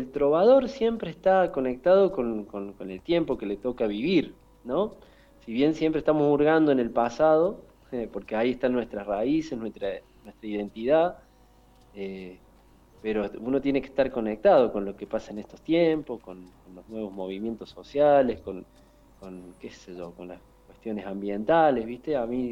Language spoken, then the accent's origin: Spanish; Córdoba, Argentina; Córdoba, viste que está como esa cosa de que para los chistes nos prendemos